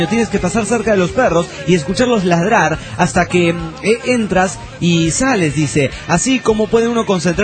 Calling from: Stockholm, Stockholm County, Sweden; de Estocolmo, Suecia.

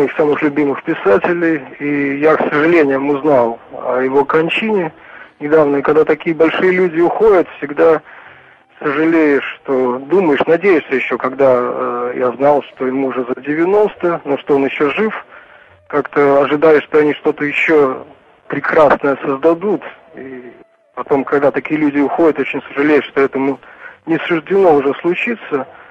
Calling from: Germany; Да, я из Германии, я уже звонил вам.

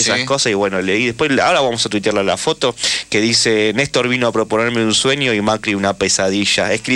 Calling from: Chaco, Argentina; Desde el Chaco.

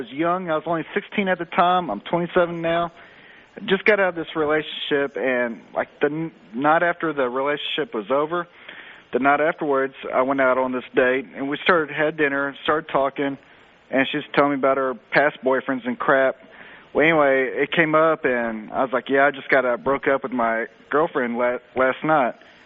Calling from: Arlington, United States; Hey, I'm calling from Arlington.

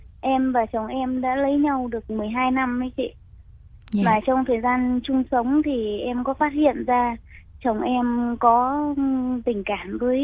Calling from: Ho Chi Minh City, Vietnam; Dạ, em gọi từ đến từ thành phố Hồ Chí Minh ạ.

